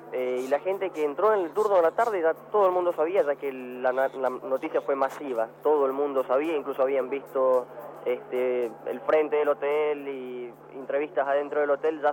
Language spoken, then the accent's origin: Spanish; Rio de Janeiro, Brazil; Spanish is a second language; Yo soy brasileño.